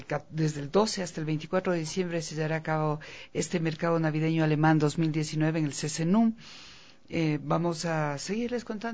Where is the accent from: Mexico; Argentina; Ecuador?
Ecuador; Es decir, nosotros tenemos belleza de artesanías como ecuatorianos.